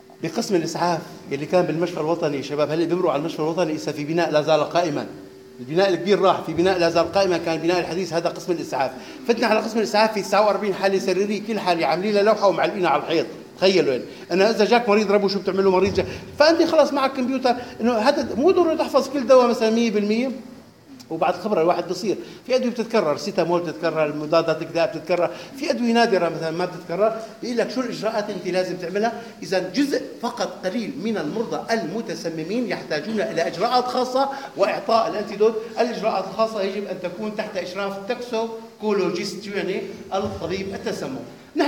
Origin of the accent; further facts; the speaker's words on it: Homs Governorate, Syria; خاصة عندنا بسوريا هون بحمص مثلا بيتعرض للتسمم